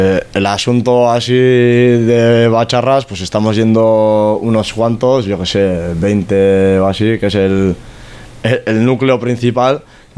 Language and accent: Spanish; Bilbao, Basque Country, Spain; pues somos peña de Deusto.